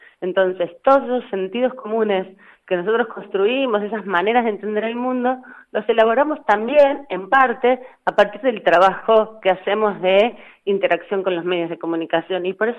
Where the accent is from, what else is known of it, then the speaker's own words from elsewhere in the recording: Argentina; Nosotros, como sociedad argentina, hemos trabajado muchísimo y somos una sociedad muy activa en el proceso de demandar el cumplimiento de los derechos.